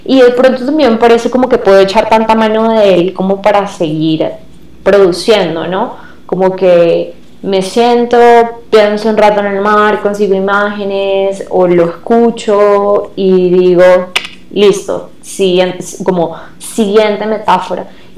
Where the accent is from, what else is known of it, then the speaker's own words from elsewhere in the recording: Venezuela; porque soy de Venezuela, y para la gente a veces es como que todo venezolano es costeño. No, yo vengo de un lugar lejano al mar, y yo no sé nadar.